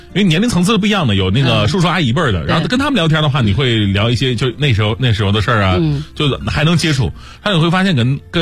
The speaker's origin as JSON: {"language": "Chinese", "town": "Changchun", "region": "Jilin", "country": "China", "tie": "born or raised there", "also_born_or_lived": "Zhejiang", "lives_now": "Beijing, China", "said": "我的父亲是黑龙江，然后他当兵的时候到了吉林长春，我是在长春出生长大，但是我呢后来就是工作的时候，是在浙江工作，后来然后又到北京工作，"}